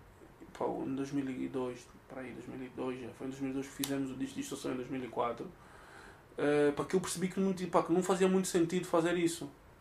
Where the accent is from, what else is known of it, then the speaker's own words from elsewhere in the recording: Cuba; also born or lived in Angola; now in Portugal; Eu nasci em Cuba, fui para Angola, vivi em Angola durante 2 anos, depois voltei para Cuba durante mais uns 3, 4 anos e depois vim cá para Portugal.